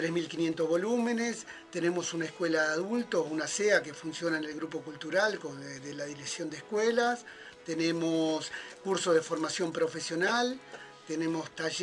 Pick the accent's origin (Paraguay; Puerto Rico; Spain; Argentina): Argentina; Longchamps, Buenos Aires Province; also born or lived in Ministro Rivadavia; Varios de los que lo fundamos somos parte de Longchamps, pero nos criamos en ese ir y venir entre estos dos barrios, dos localidades